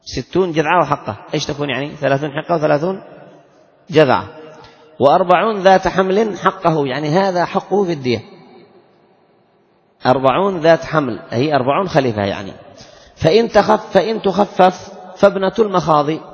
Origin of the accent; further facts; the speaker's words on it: Yemen; وعندنا في اليمن الخطأ 7,000,000 والعمد 10.